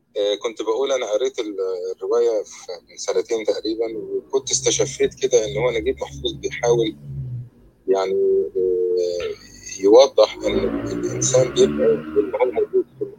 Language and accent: Arabic; Egypt; moved away; انا ليا تجربه يعني ان انا مقيم برا مصر، يعني ففعلا انا كنت جاي من مصر من 20 سنه